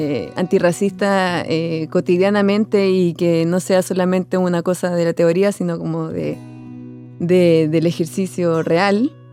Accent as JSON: {"language": "Spanish", "country": "Chile", "said": "yo que provengo de Chile y que yo, bueno, he trabajado mucho en territorio mapuche, en Gualmapu, y que, bueno, y yo soy chilena"}